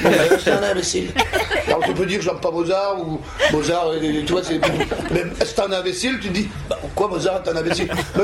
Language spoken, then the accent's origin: French; Belgium; on entendait chez nous en Belgique, ça s'appelle Musique 3